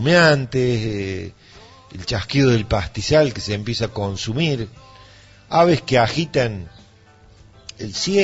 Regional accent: Villa Dolores, Córdoba, Argentina; una realidad que es la que supe vivir yo durante mi niñez, mi adolescencia, aquí en Tras la Sierra. Solía vivir en Villa Dolores, nací en Villa Dolores también

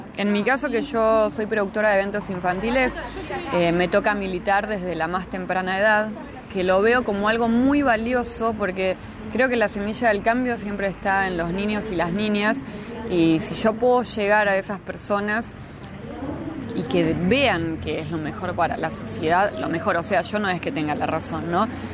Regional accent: La Plata, Buenos Aires Province, Argentina; Por ahora somos todos platenses, tenemos gente que vive en otros lugares

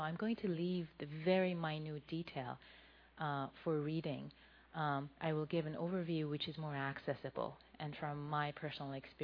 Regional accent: Iran; now in United States; I also was born in Iran to a Muslim family. I was raised in Iran. And then I've lived in the U.S. for 20-some years, so I wasn't really raised in the Buddhist cultural context.

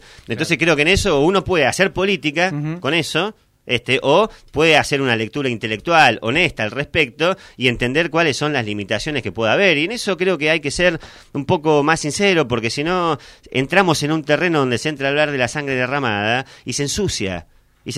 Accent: Argentina; que nos educa como argentinos

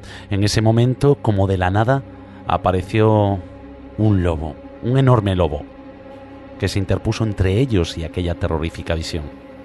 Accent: Galicia, Spain; como buenos gallegos, queremos hablaros un poquito de la Santa Compaña y de todas las leyendas que la rodean en nuestra maravillosa tierra

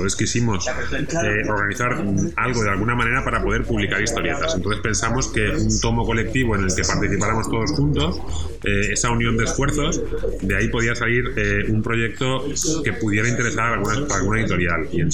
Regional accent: Valencian Community, Spain; todos los artistas desde el inicio somos valencianos

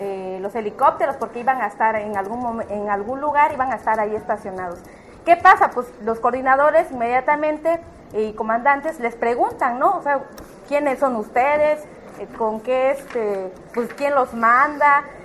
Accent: Citlaltepec, Guerrero, Mexico; soy originaria de Citlaltepec, municipio de Metlatónoc

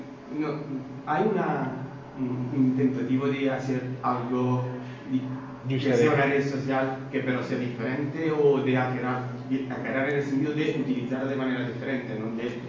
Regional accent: Italy; Soy italiano, yo también

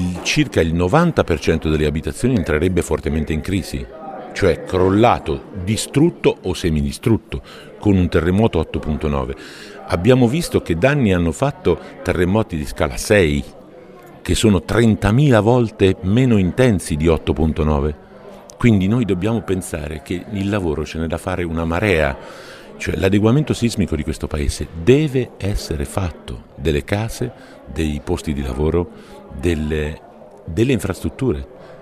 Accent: Umbria, Italy; Io vengo dalla regione dell'Umbria, che ha appena finito la sua ricostruzione del disagio.

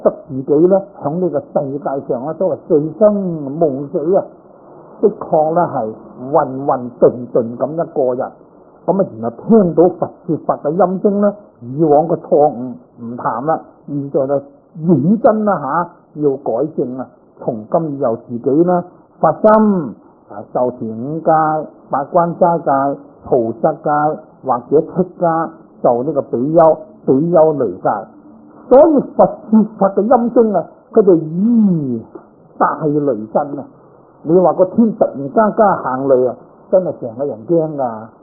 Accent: Guangdong, China; now in San Francisco, United States; 你就广东自己，我系广东人，你就广东啊！

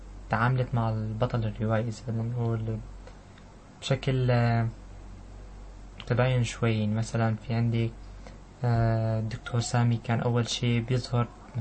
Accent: Syria; اول شيء بهديه طبعا لوطننا الحبيب والغالي بلدنا سوريا

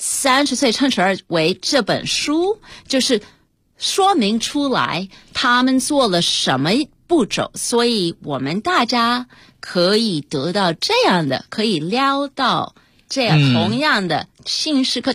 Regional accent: United States; 我小时候因为我们在美国长大，我是1969年出生的，所以我在也许1970年代在美国长大的时候，我是一个当时在美国的中国人是一个非常小的少数民族。

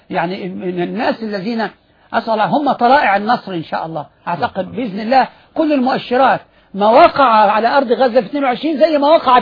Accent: Egypt; إحنا مصريين

